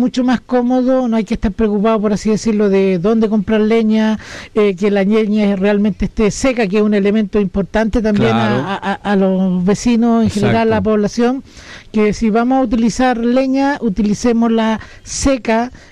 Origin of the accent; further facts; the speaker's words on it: Catemu, Valparaíso, Chile; yo vengo del Valle de la Aconcagua, de Catemu, y allá hace bastante más frío